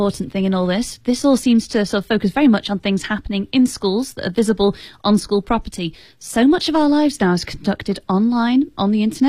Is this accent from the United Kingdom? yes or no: yes; England, United Kingdom; I guess it's like an English person saying, because I'm English, does that make me an expert in English literature?